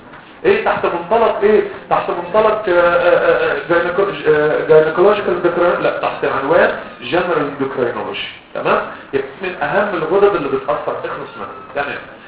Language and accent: Arabic; Egypt; قلت له انا مصري يعني فهلاوي